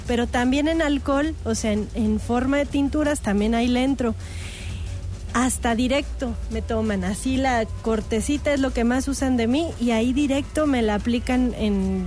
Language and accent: Spanish; Sri Lanka; yo vengo, fíjese, de Oriente, que le contaba ahorita, pues de Sri Lanka es como el lugar más aceptado de donde yo vengo. Antes se llamaba Ceilán y ahora es Sri Lanka, que también pues está ya cerquita de la India y de Asia.